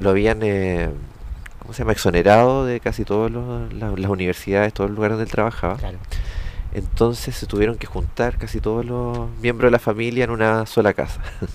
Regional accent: Santiago, Santiago Metropolitan Region, Chile; born there; Nací el 75 en Santiago.

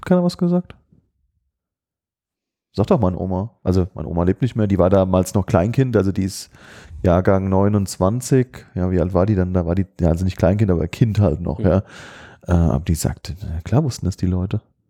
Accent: Hadamar, Hesse, Germany; born there; mein Geburtsort Hadamar ist bei Limburg und kommt meine Familie ursprünglich her

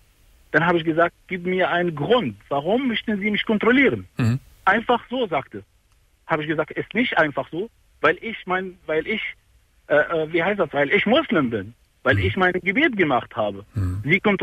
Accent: Iraq; German is a second language; now in Germany; Ich bin Iraker.

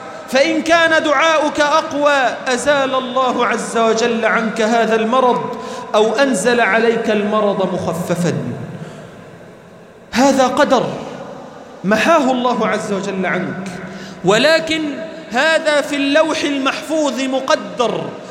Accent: Egypt; اللهم اجعل بلدنا مصر أمناً أمانًا

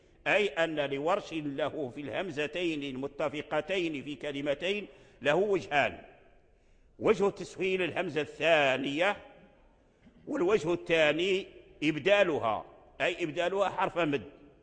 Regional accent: Morocco; وهو الوجه الآن متداول عندنا في المغرب ونقرأ به في رواية ورش

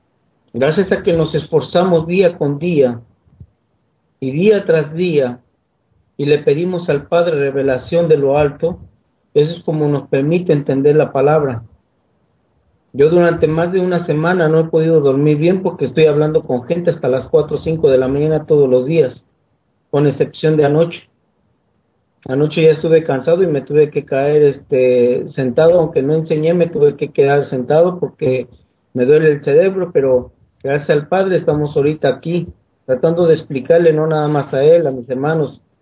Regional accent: Mexico; Yo ahorita estoy en Paraguay, pero yo soy de México.

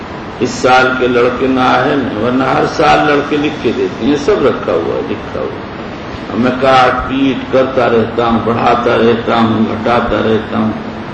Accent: Bihar, India; بہرحال میں بہار کا رہنے والا ہوں, میری اردو بھی ماشاءاللہ ہے

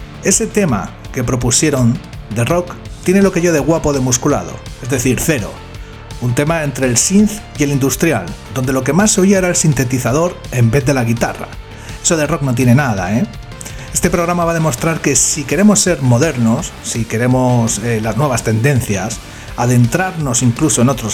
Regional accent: Benidorm, Valencian Community, Spain; Y yo, aparte de que soy de Benidorm, esto me pilla de cerca.

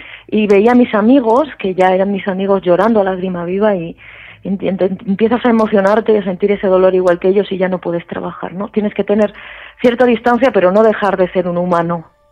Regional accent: Granada, Andalusia, Spain; Yo que soy de Granada

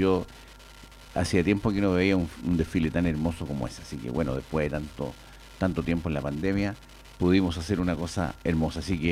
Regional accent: Chile; tenemos que lograr tener presente como chileno

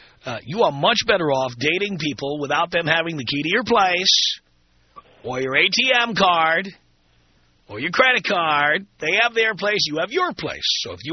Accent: New York City, New York, United States; And on top of that, I grew up in the South Bronx, and so pretty much it was Latin chicks and black chicks.

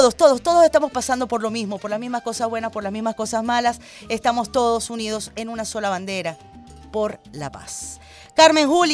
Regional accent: Venezuela; somos hermanos, somos venezolanos

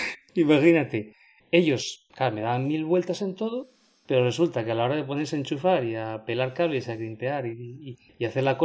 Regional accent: Asturias, Spain; moved away as an adult; now in Valencian Community, Spain; Soy asturiano, pero como no había trabajo, me vine aquí a la Comunidad Valenciana

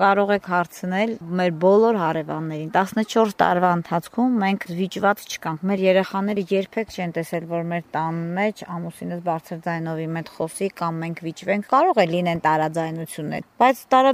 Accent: Yerevan, Armenia; now in Kashatagh; Ծնողներս Երևանում են ապրում, ես ինքս Երևանից եմ եղել, այնտեղ եմ ապրել, հետո տեղափոխվել եմ Քաշաթաղ։

